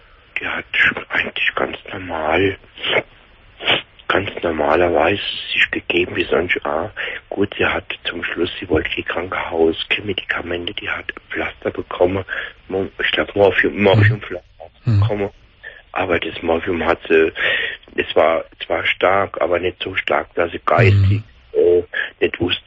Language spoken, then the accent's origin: German; Kaiserslautern, Rhineland-Palatinate, Germany; accent: Palatine; now in Stuttgart, Germany; ich muss dazu sagen, wie meinem Dialekt, ich bin aus der Pfalz, aus Kaiserslautern, bin nach Stuttgart gezogen.